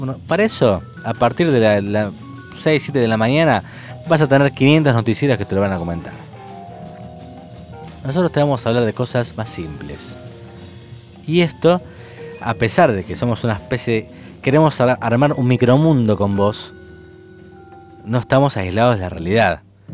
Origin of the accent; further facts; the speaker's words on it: Argentina; porque somos todos argentinos.